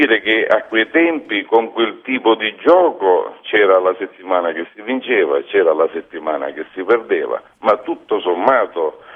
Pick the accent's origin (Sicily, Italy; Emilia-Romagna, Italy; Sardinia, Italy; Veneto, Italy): Sicily, Italy; all'inizio le parlo di 30 anni fa, dove io sono, che io vengo dalla Sicilia